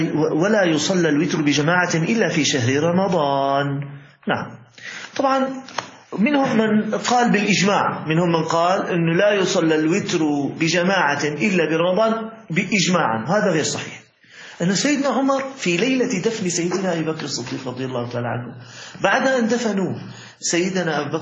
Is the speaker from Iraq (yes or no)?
no; Syria; كان عندنا في الشام موجود يعني بعض المساجد يختم ختمتين وثلاث ختم